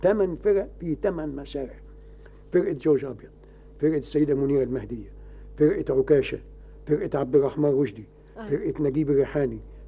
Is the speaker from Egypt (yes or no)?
yes; Egypt; دي ما حدش بيسمع بها عندنا في مصر